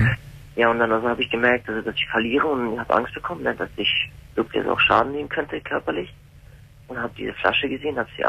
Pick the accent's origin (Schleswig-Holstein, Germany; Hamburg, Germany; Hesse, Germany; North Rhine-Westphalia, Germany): Hamburg, Germany; born or raised there